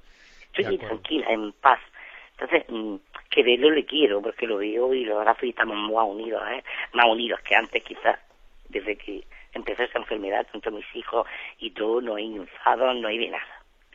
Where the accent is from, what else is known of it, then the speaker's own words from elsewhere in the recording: Almería, Andalusia, Spain; Soy de Almería y quería hacerle una pregunta.